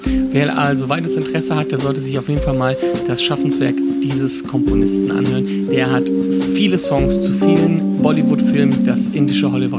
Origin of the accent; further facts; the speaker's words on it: Wipperfürth, North Rhine-Westphalia, Germany; für meine Heimatstadt Wipperfürth, wo ich herkomme ursprünglich